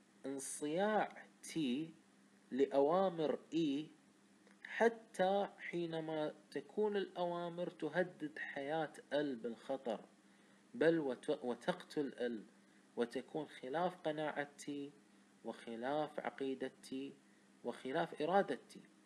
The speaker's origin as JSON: {"language": "Arabic", "country": "Kuwait", "accent": "Kuwaiti", "said": "انا بلهجة كويتية بسيطة اشرح"}